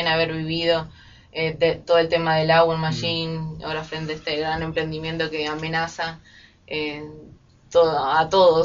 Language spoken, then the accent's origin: Spanish; Buenos Aires, Argentina; now in El Bolsón, Argentina; Yo soy de Buenos Aires. Llegué al Bolsón y me encontré la carrera. Y me quedé.